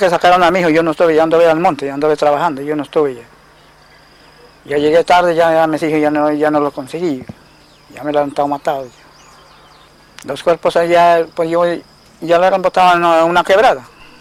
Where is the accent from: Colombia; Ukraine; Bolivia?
Colombia; Nariño; Yo soy de Punto Telembira, pues ya. Donde vivía mi comunidad mía.